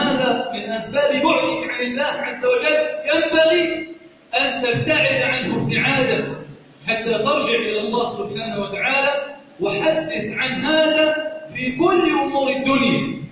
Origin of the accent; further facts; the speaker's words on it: Egypt; اللهم إنا نسألك أن تجعل بلدنا مصر صخارا رخاء أمنا أمانا